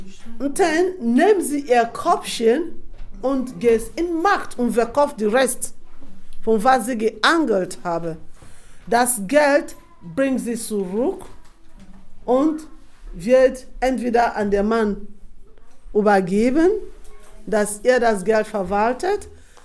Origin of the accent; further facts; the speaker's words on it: Nembe, Bayelsa, Nigeria; Ich erkläre ein bisschen von wo ich herkomme. Ich komme aus einem Ort namens Nembe.